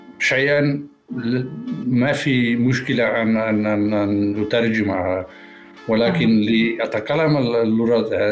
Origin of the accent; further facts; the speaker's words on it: Saudi Arabia; Arabic is a second language; طفولتي بالنسبة في السعودية